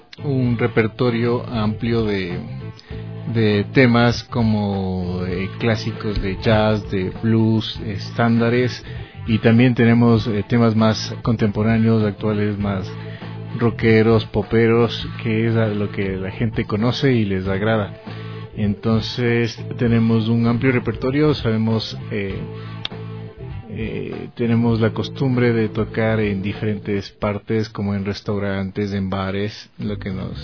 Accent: Ecuador; moved away as an adult; cuando yo me fui a estudiar fuera del Ecuador, no teníamos estas

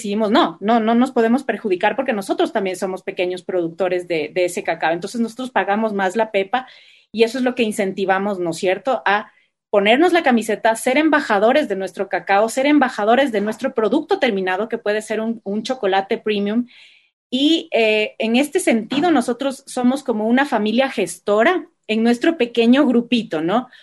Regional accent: Ecuador; desde ponernos la camiseta como ecuatorianos y como embajadores de nuestro chocolate.

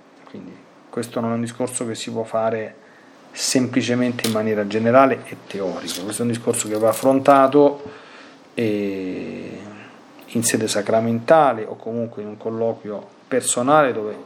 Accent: Latina, Lazio, Italy; Io qui sono nella diocesi di Latina, io sono di Latina

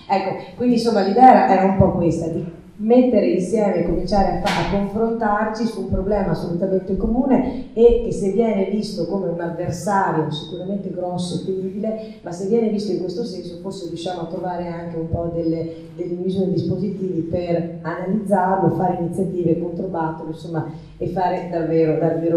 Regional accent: Venice, Veneto, Italy; io giustamente appunto da veneziana dico Bergamo Alta

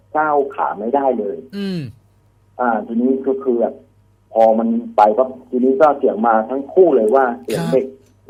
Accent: Trat, Thailand; born there; ผมเกิดที่จังหวัดตราดครับ

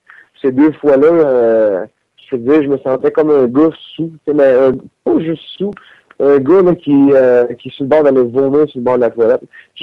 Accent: Victoriaville, Quebec, Canada; Je pourrais dire non parce que je viens de Victoriaville

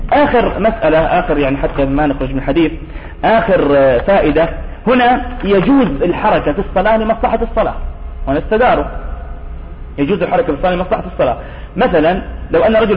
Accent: Nablus, West Bank, Palestine; وخصوصا إنه معروف عندنا في نابلس في عندنا مشكلة في القبلة

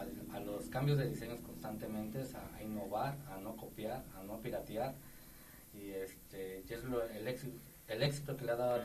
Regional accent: Mexico City, Mexico; Vengo de allá del Distrito Federal, pero el producto está realmente 100% hecho aquí en Tulancingo, Hidalgo, de donde venimos

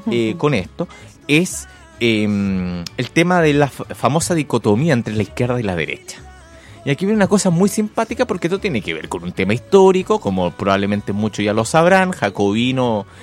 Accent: Maipú, Santiago Metropolitan Region, Chile; Yo me crié en Maipú. Me crié en los límites de Maipú, donde uno iba precisamente a la parte de los poteros a jugar.

